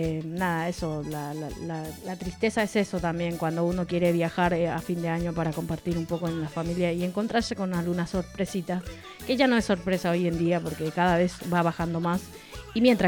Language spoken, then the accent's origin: Spanish; Paraguay; Y nosotros, como paraguayo y... tenemos nuestro idioma que es el guaraní